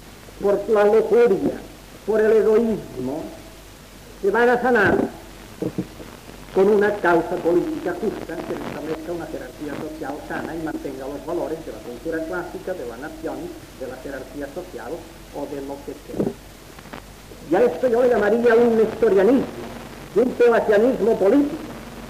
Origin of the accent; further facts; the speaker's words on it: Asturias, Spain; yo soy asturiano